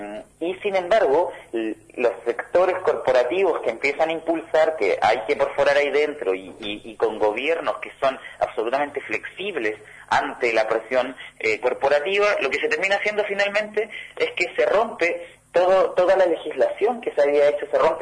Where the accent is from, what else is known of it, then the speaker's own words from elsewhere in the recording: Chile; yo soy de Chile